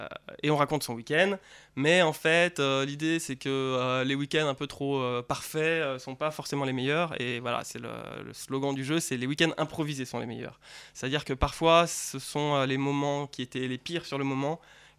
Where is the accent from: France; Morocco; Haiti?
France; Centre; je viens pas d'ici, je viens pas de Nancy. Je viens de loin, là, j'étais dans le centre de la France.